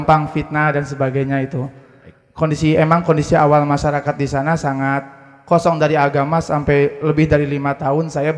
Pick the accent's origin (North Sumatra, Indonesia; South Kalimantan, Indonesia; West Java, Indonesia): West Java, Indonesia; Sumedang; saya dari Sumedang. … dari Sumedang.